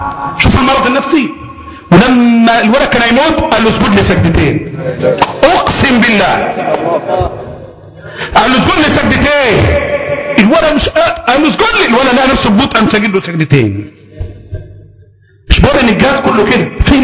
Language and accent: Arabic; Egypt; ما احنا عارفين مصريين احنا